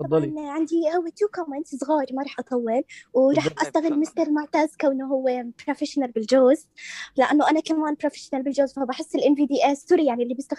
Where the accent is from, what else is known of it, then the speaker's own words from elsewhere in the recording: Jordan; ولا انا من الاردن طبعا.